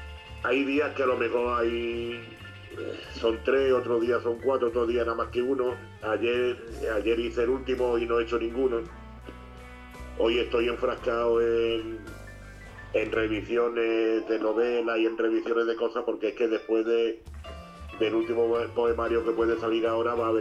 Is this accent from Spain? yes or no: yes; Málaga, Andalusia, Spain; born there; Nací en Málaga un 9 de abril del 50. En el hospital 18 de julio